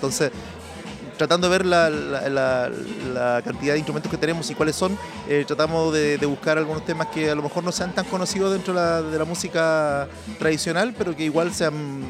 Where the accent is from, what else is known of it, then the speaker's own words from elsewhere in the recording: Penco, Biobío, Chile; Yo he nacido y criado en Penco.